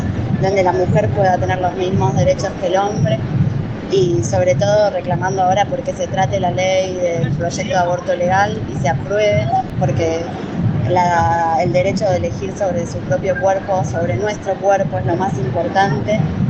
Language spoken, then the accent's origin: Spanish; Buenos Aires, Argentina; soy de Barracas, de Capital.